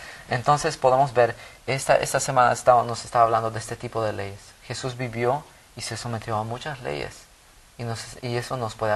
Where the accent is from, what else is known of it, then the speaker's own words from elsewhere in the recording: Bolivia; now in United States; Yo crecí en Bolivia y las leyes son diferentes allá, ¿verdad?